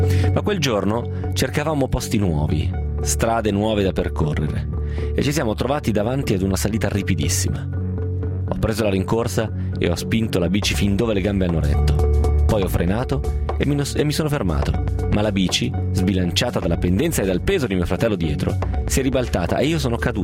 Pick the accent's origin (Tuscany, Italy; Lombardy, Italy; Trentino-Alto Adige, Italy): Trentino-Alto Adige, Italy; Trento; ho 50 anni e vengo da Trento.